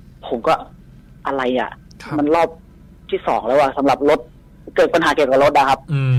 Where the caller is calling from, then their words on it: Nawamin, Bangkok, Thailand; นวมินครับพี